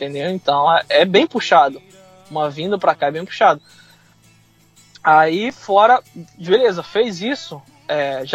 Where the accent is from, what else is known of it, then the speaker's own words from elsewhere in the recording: Rio de Janeiro, Brazil; now in United States; eu fui criado no Rio de Janeiro, em favela, entendeu?